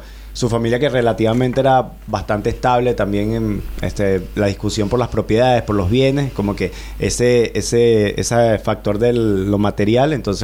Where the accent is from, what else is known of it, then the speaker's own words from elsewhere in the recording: La Victoria, Aragua, Venezuela; born there; moved away; soy de Venezuela, soy de la región central, nacido en La Victoria, estado de Aragua, un estado muy cerca de la costa, en una localidad que queda relativamente cerca de la capital, a 45 minutos por autopista, cerca de la capital del mismo estado